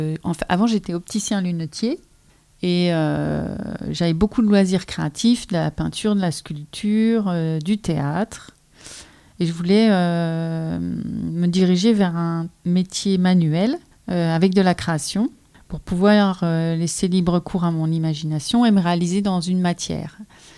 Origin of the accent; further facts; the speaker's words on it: Remiremont, Grand Est, France; born there; je suis née à Remiremont. J'ai un atelier artisanal qui se trouve à Basse-sur-le-Rue, puisqu'aujourd'hui j'habite Basse-sur-le-Rue. Ça se trouve entre Vanier et la Bresse.